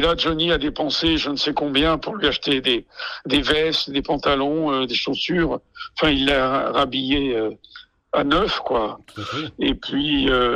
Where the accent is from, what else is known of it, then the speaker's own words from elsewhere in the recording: Corsica, France; Et moi, en tant que Corse, les personnes âgées, c'est quelque chose de très important pour nous